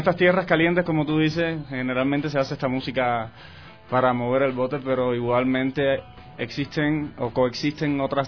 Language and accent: Spanish; Cuba; Vengo de Cuba